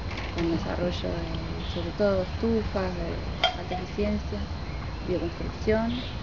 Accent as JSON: {"language": "Spanish", "town": "Mar del Plata", "region": "Buenos Aires Province", "country": "Argentina", "said": "soy de Mar del Plata, estoy viviendo acá unos 10 días, pienso volver."}